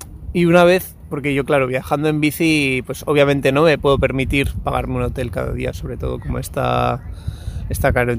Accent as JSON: {"language": "Spanish", "region": "Basque Country", "country": "Spain", "said": "también yo, como soy del País Vasco, he bebido mucha cultura punk."}